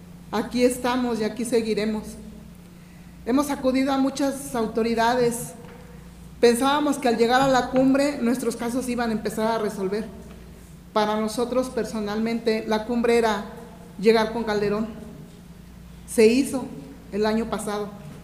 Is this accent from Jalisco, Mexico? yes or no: no; Ecatepec, State of Mexico, Mexico; Vengo del Estado de México, municipio de Ecatepec.